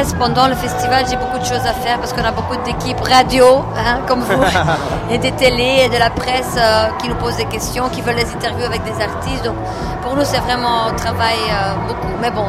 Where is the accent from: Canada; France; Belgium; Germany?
Belgium; Flanders; Moi, je suis flamande d'origine, donc...